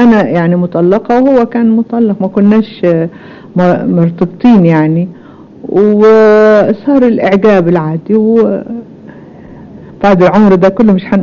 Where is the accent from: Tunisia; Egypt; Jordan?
Jordan; also born or lived in Damascus, Syria; أنا نشأت والدي سوري في دمشق، تولدت في دمشق، كان عمري 7 سنين لما رحنا الأردن.